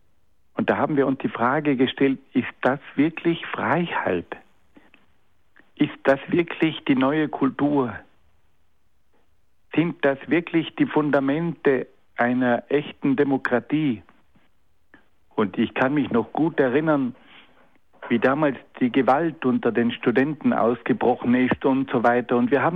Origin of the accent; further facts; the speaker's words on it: Trentino-Alto Adige, Italy; Als Südtiroler war ich verpflichtet, 15 Monate beim Militär zu dienen.